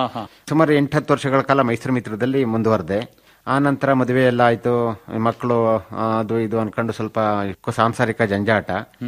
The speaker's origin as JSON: {"language": "Kannada", "town": "Holenarasipura", "region": "Karnataka", "country": "India", "tie": "born or raised there", "lives_now": "Kodagu, India", "said": "ಮೂಲತಃ ಹಾಸನ ಜಿಲ್ಲೆ ಹೊಳೆನಶಿಪುರ ತಾಲೂಕು ನನ್ನ ಹುಟ್ಟೂರು."}